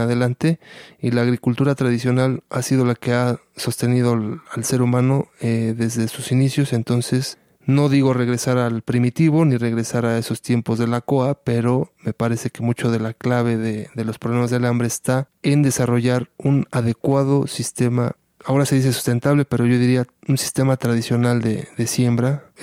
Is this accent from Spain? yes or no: no; Mexico; se está transgrediendo todo esto de nuestro devenir como sociedad mexicana, como hijos del maíz